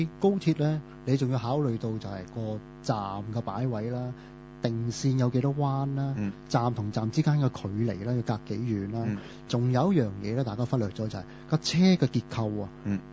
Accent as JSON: {"language": "Cantonese", "country": "Hong Kong", "said": "如果真係習慣咗我哋香港人或者政府每個部門咧"}